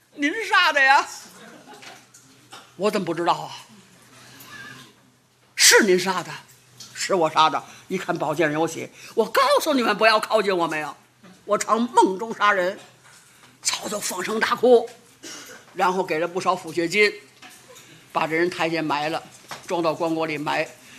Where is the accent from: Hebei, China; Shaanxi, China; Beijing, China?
Beijing, China; accent: Beijing dialect; 我们北京话不合姚姓